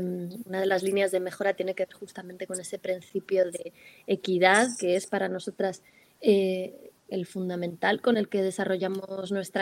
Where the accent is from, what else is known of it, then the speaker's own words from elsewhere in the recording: Spain; somos todas españolas